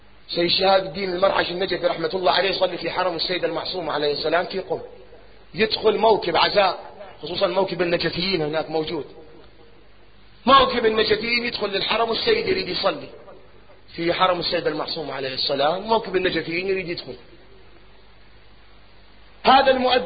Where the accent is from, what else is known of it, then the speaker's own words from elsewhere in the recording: Iraq; قلت لك احنا عندنا بالعراق نار ويحملوها فد مشعل نار